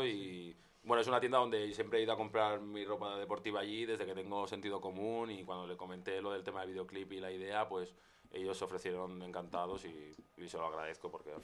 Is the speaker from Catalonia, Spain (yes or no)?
yes; Badalona, Catalonia, Spain; Sí, yo soy de Badalona, nací en Badalona, pero mi padre es de Guinea Ecuatorial y mi madre es nacida en Badalona, pero yo nací aquí en Badalona.